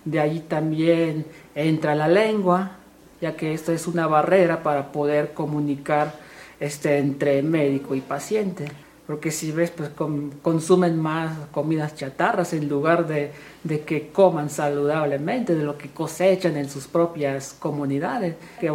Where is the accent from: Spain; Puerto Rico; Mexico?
Mexico; Chenalhó, Chiapas; soy originario de Chenaló, en una comunidad que se llama Yibeljó, y hablo la lengua tzotzil.